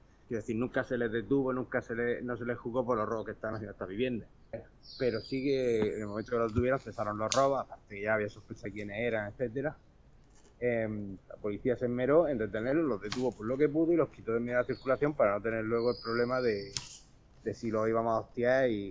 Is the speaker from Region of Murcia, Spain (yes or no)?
yes; Region of Murcia, Spain; born there; yo de donde vivo, un pueblo de 10.000 habitantes, pero tenemos una pedanía que es donde yo nací, de 1.000 habitantes, medio la huerta de Murcia, pues lo típico de gente de campo, de hacer mercados, de pequeñas parcelitas, un pueblo de casa en planta baja y tal.